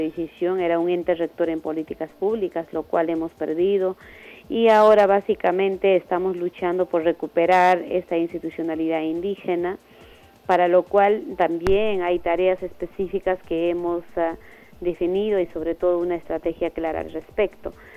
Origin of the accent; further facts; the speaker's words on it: Huancavelica, Peru; yo soy quechua de Huancavelica